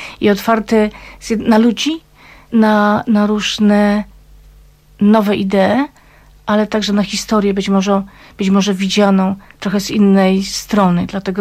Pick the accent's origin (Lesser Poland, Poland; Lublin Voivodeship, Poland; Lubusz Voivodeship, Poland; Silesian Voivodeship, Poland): Silesian Voivodeship, Poland; rzeką mojego dzieciństwa nie była Olza, ale Puńcówka.